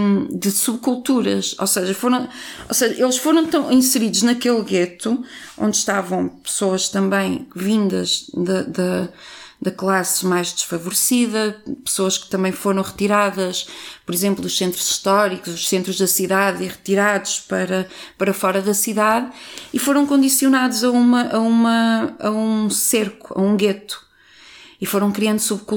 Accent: Vila Nova de Gaia, Porto, Portugal; eu cresci em Gaia

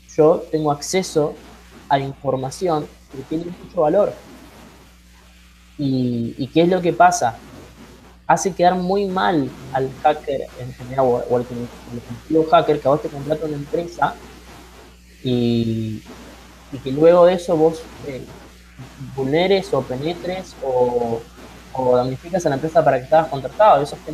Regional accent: Argentina; a mí como ciudadano argentino me deja muy inquieto y me genera cierto rechazo

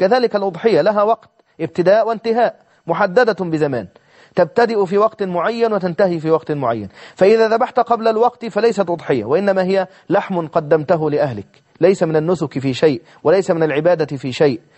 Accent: Egypt; معروف عندنا في مصر نقول عنه الخروف

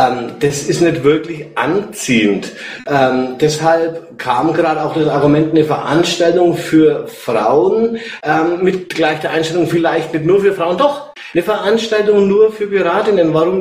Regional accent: Nuremberg, Bavaria, Germany; ich komme aus Nürnberg. Ich bin 44

